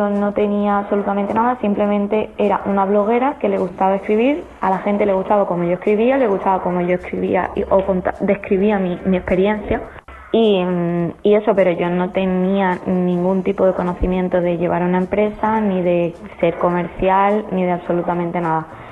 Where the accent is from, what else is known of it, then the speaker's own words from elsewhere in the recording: Málaga, Andalusia, Spain; moved away as an adult; now in Brisbane, Australia; tengo 21 añitos y me vine a Australia hace 3. Llegué con 18 años recién cumplido. Soy de Málaga y me vine a vivir a la ciudad de Brisbane con mi pareja.